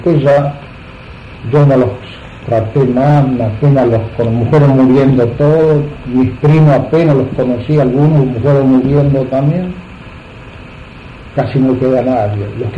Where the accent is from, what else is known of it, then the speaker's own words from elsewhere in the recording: Argentina; born there; pocos meses después de yo llegar, 4 meses, nací acá en Argentina.